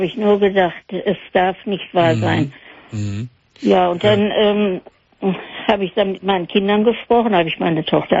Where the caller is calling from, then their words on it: North Rhine-Westphalia, Germany; Ja, ich komme hier aus Hörde.